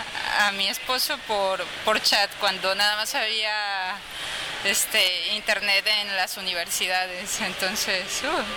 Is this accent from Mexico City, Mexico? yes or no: yes; Mexico City, Mexico; moved away as an adult; now in Barcelona, Spain; Soy de México DF